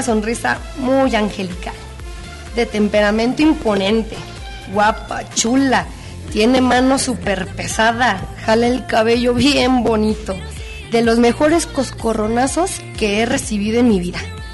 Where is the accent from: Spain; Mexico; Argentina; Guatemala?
Mexico; Porque como mexicanos, pues es un rasgo gastronómico que no puede faltar en nuestra mesa.